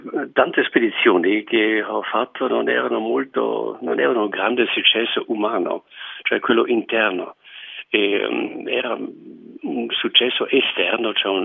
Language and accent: Italian; Bolzano, Trentino-Alto Adige, Italy; sono nato vicino a Bolzano e ho fatto la prima vita a Bolzano.